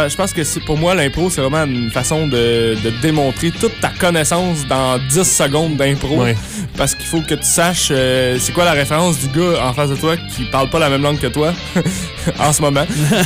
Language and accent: French; Magog, Quebec, Canada; Donc, je viens de la région de l'Estrie, de la petite région de Magog, tout près du lac Memfré, Magog